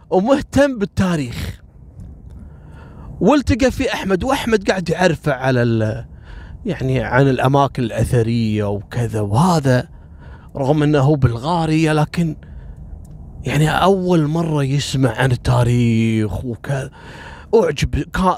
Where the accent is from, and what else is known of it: Kuwait